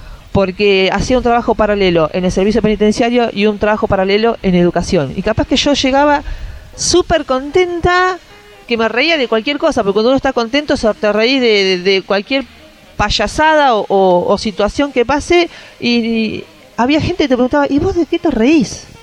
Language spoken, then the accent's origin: Spanish; Tandil, Buenos Aires Province, Argentina; porque yo soy acá de Tandil